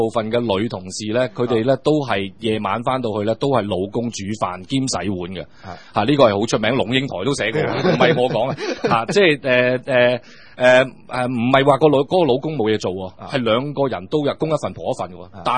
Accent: Guangdong, China; 因為我哋深圳講，我哋廣東人所謂南蠻嘛

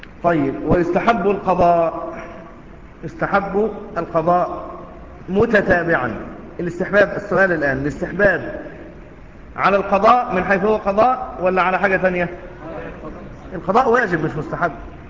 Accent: Egypt; شوف الرطب يباع عندنا في مصر أحيانا لكنه مش مشهور جدا

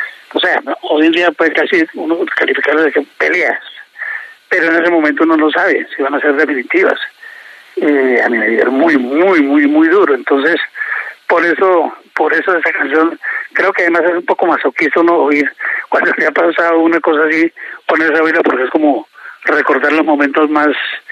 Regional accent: Bogotá, Colombia; also born or lived in Mesitas del Colegio; yo nací en Mesitas. Obviamente siempre lo he dicho y siempre lo he tenido en mi corazón, porque es el pueblo donde nací, donde mis papás vivieron, donde nacimos los primeros 5 hijos. Solo que al nacer yo, a los poquitos meses de nacer, la familia se vino para Bogotá.

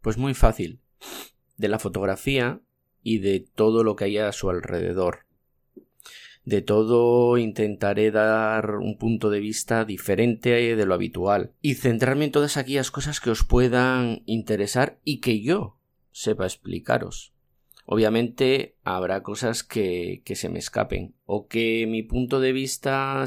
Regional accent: Asturias, Spain; Soy un asturiano al que le gusta la fotografía.

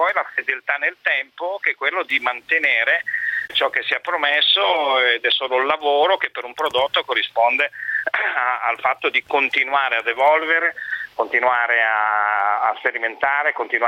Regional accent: Trieste, Friuli-Venezia Giulia, Italy; Ma mi viene da dire, sono triestino

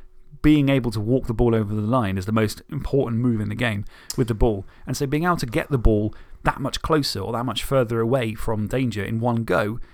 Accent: Isle of Wight, South East England, United Kingdom; because I'm from the Isle of Wight, Southampton and Portsmouth has merged into one because it was always the mainland.

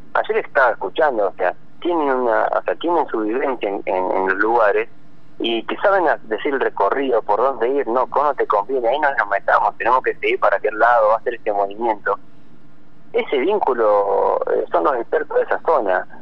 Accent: Argentina; Yo creo que me da ese punto como de argentino, la verdad que tenemos tanto por disfrutar

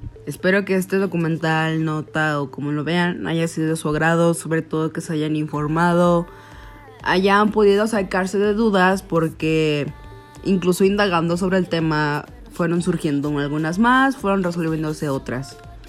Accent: León, Guanajuato, Mexico; incluso de donde soy, que es León, Guanajuato

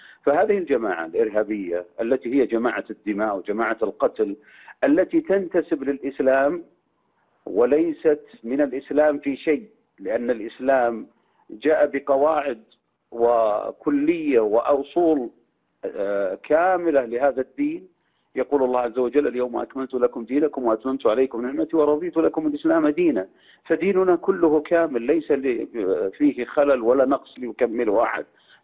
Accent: Saudi Arabia; لأن بلادنا المملكة العربية السعودية هي بلاد موحدة، بلاد التوحيد والسنة

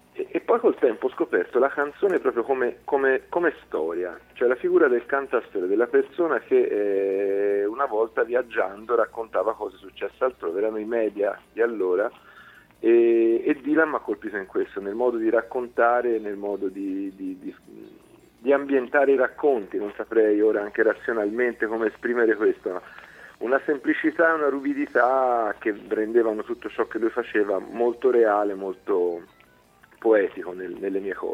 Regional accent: Pistoia, Tuscany, Italy; la CNA, la Confederazione Artigiani di Pistoia, la mia città natale

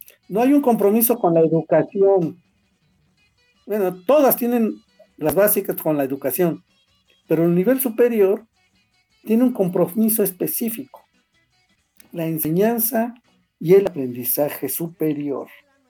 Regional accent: Mexico; Somos mexicanos, estamos regidos por una constitución, habitamos el mismo territorio

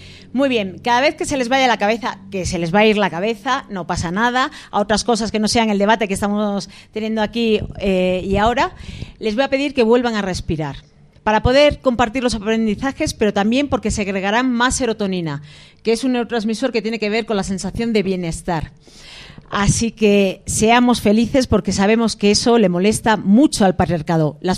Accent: Basque Country, Spain; born there; en esa pequeña parte del mundo donde yo nací, que es el País Vasco

